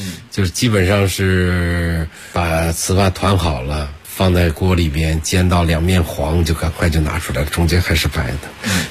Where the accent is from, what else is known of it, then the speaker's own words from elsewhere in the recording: Lingbi, Anhui, China; 我出生在安徽省的灵璧县，是在淮河北岸的一个非常贫穷的一个县，所以基本上小时候没吃过什么东西